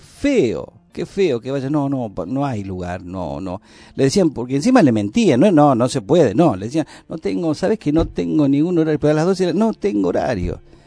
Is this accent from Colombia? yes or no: no; Argentina; Somos grandes los argentinos.